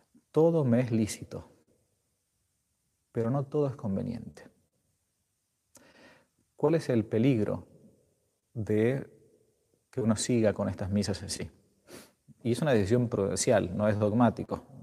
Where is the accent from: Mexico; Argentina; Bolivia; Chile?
Argentina; Ahora que en mi país poco a poco se va ablandando la cosa, todavía los templos en Argentina no están abiertos para la misa pública